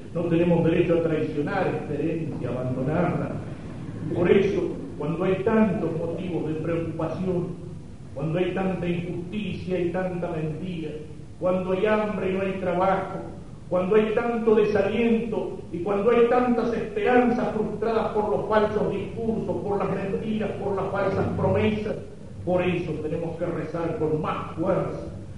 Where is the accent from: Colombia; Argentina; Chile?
Argentina; para que el Señor nos dé a cada uno de nosotros como cristianos, católicos y como argentinos la fuerza para cumplir nuestro deber con esta patria